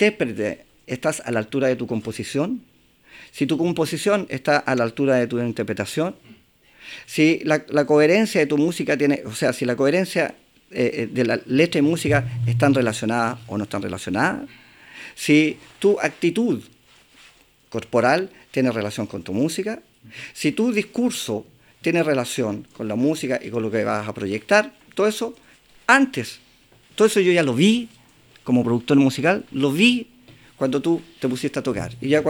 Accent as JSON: {"language": "Spanish", "country": "Chile", "said": "el tema de producción musical aquí en Chile es tan complejo, porque como chilenos no estamos acostumbrados"}